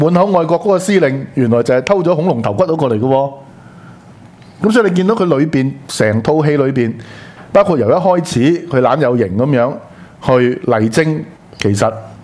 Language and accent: Cantonese; Hong Kong; 即是我们是受过英治嘛， 被英國人管治過在殖民地裏面嘛，所以呢個就係香港人的 original sin 嚟噶嘛